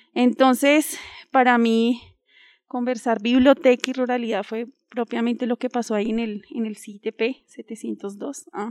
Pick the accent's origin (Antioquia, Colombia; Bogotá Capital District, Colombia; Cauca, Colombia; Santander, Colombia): Bogotá Capital District, Colombia; Bogotá; Bueno, venimos de Husme, sí, el contexto, venimos de Husme rural